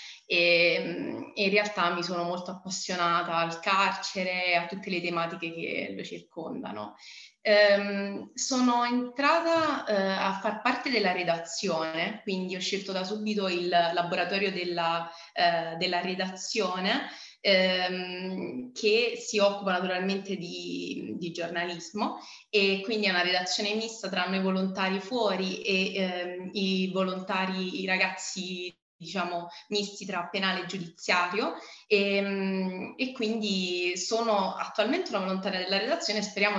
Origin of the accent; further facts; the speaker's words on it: Gaeta, Lazio, Italy; vengo da Gaeta in provincia di Latina, si parla molto poco di carcere